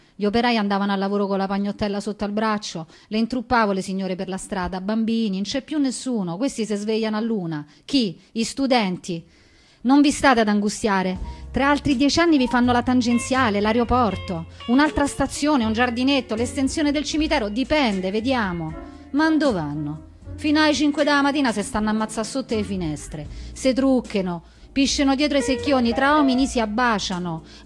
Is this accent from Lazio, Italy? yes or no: yes; Rome, Lazio, Italy; born there; C'ho 75 anni, sono nata a San Lorenzo, all'ospedale, cazzo, mica a casa.